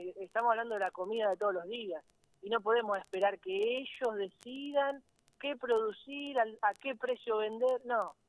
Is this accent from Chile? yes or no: no; Capitán Bermúdez, Santa Fe, Argentina; born there; Yo nací en Capitán Bermúdez, y es una ciudad